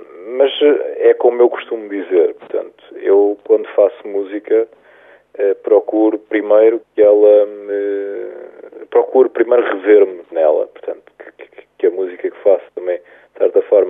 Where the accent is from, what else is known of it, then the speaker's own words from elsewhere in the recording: Sintra, Lisbon, Portugal; also born or lived in Cascais; now in Lisbon, Portugal; Sim, eu na verdade nasci em Cascais, sou natural de Sintra, e neste momento vivo em Lisboa